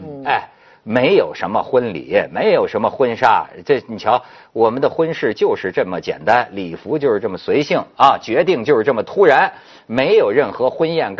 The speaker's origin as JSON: {"language": "Chinese", "town": "Shijiazhuang", "region": "Hebei", "country": "China", "tie": "born or raised there", "said": "哎，就说我老家吧，石家庄吧"}